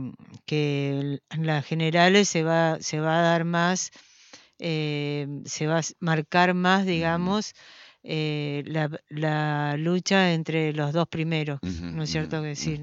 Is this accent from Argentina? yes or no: yes; Argentina; También como argentinos estamos viviendo una situación sumamente difícil.